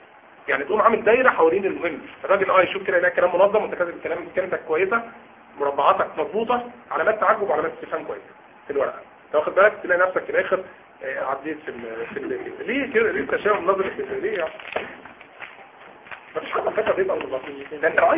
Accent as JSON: {"language": "Arabic", "region": "Upper Egypt", "country": "Egypt", "said": "انا صعيدي يعني زي عارفين قمه الصبر"}